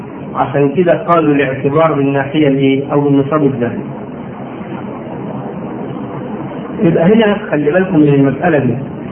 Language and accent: Arabic; Egypt; ما هي نفس المشكلة عندنا في مصر